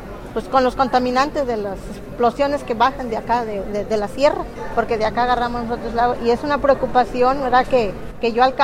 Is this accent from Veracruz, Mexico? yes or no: yes; Ozuluama, Veracruz, Mexico; vengo de norte de Veracruz, de Usuluama, Veracruz